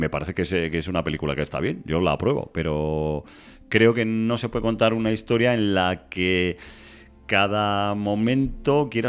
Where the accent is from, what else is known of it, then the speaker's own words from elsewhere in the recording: Spain; como somos los españoles, ¿no?